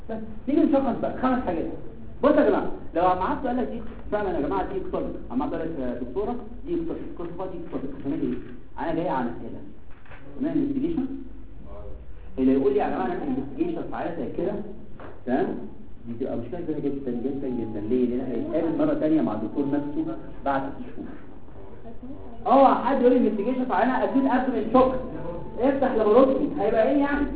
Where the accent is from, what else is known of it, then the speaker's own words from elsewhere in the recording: Egypt; ده اللي بيحصل عندنا في مصر